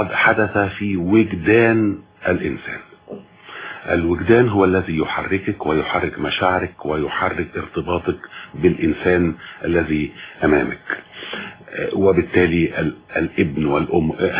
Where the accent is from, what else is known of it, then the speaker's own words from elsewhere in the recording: Sobk El Dahak, Monufia Governorate, Egypt; كل أجازة صيف لابد أن نتجه إلى قريتنا في الريف ننقص هناك في محافظة المنوفية